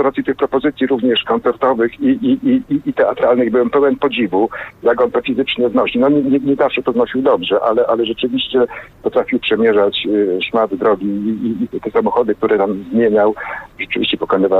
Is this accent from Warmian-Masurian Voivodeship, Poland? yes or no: no; Częstochowa, Silesian Voivodeship, Poland; ja jestem Częstochowianinem z urodzenia.